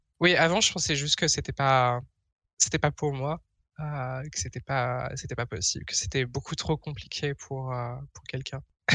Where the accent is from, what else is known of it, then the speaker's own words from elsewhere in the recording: France; now in Netherlands; je suis française, j'habite aux Pays-Bas.